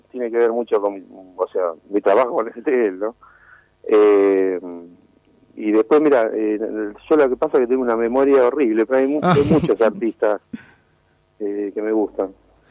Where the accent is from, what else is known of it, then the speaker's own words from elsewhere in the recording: Córdoba, Argentina; Yo soy cordobés, sí.